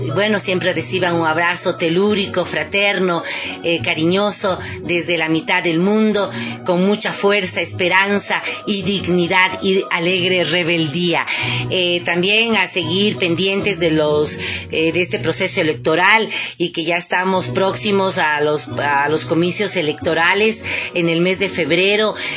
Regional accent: Ecuador; como ciudadanos ecuatorianos y ecuatorianas, tenemos que estar muy atentos

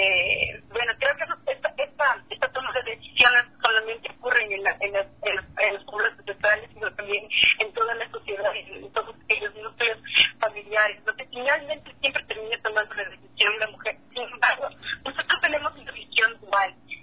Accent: Peru; yo te hablo desde mi pueblo, el pueblo peruano.

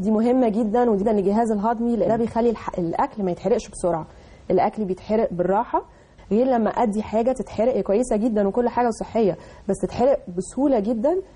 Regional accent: Egypt; وموجوده طبعا وورلد وايد على مستوى العالم مش بس عندنا في مصر

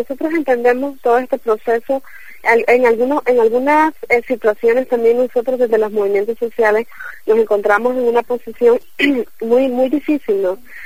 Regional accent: El Salvador; now in Nicaragua; Yo soy de El Salvador y vivo en Nicaragua

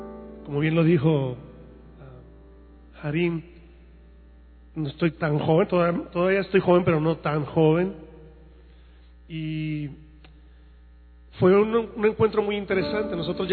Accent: Mexico; soy mexicano, de hueso colorado.

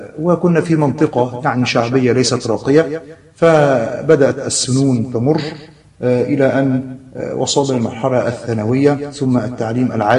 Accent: Alexandria, Alexandria Governorate, Egypt; ونشأت وترعرعت في محافظة الإسكندرية، وكنت ولدت في حي يسمى حي الجمرك بالإسكندرية، وهو حي مشهور من أقدم الأحياء في محافظة الإسكندرية، وقد مكثت منذ الصغر عند جدتي لأمي، ثم انتقلنا بعد ذلك إلى منطقة

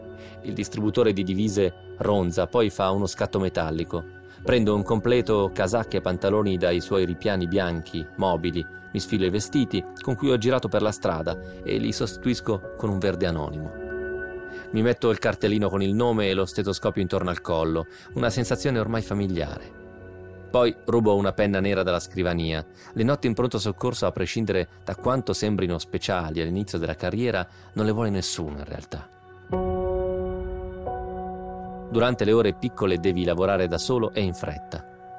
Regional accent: Piedmont, Italy; Io sono piemontese, devo chiedere scusa a tutti i veneti per l'accento che ho usato

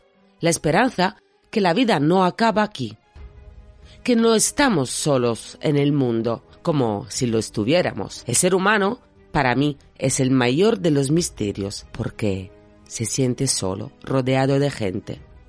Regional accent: Sardinia, Italy; now in Madrid, Spain; Soy una chica de Cerdeña afincada en Madrid, apasionada por la criminología y por la mente humana.

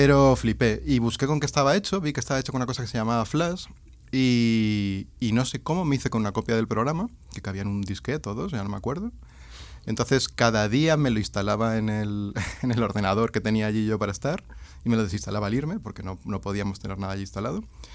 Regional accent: Ciudad Real, Castilla-La Mancha, Spain; now in Seville, Spain; Bueno, pues vengo de Sevilla, aunque soy de Ciudad Real. Llevo allí viviendo ya más de una década.

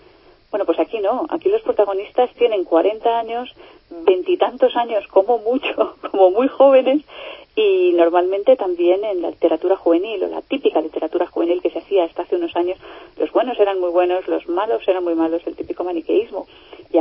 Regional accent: Madrid, Community of Madrid, Spain; Yo soy de Madrid, la conozco muy bien desde pequeñita

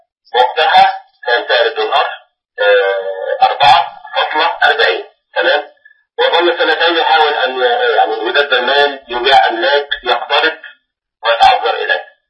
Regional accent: Egypt; أنا من مصر.

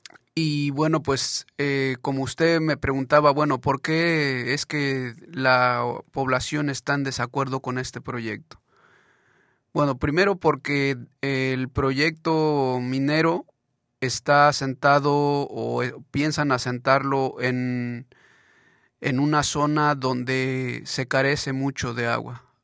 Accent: Iztacamaxtitlán, Puebla, Mexico; Sí, en mi caso yo vengo del municipio de Iztacamaxtitlán, en el estado de Puebla, digamos equivalente a lo que es la provincia en México.

